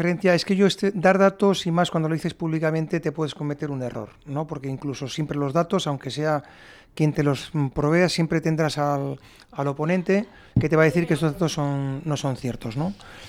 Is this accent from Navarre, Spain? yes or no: yes; Navarre, Spain; me podrá fastidiar como ciudadano navarro